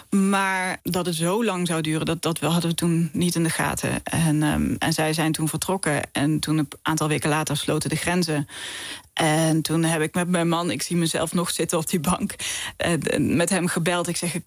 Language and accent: Dutch; Geleen, Limburg, Netherlands; ik kom uit Geleen in Zuid-Limburg. En het ligt een beetje zo ingeknepen tussen België en Duitsland. En ja, aan het einde van Nederland eigenlijk.